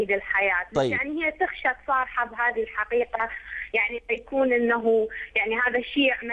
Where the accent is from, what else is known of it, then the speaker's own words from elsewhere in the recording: Iraq; هي يعني استشارت أحد الشيوخ عندنا في العراق